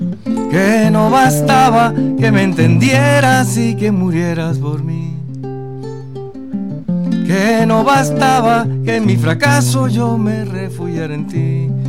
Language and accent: Spanish; Venezuela; yo, que soy venezolano y paseo por el downtown, y entonces sé que por aquí estuvo Bolívar, padre de mi patria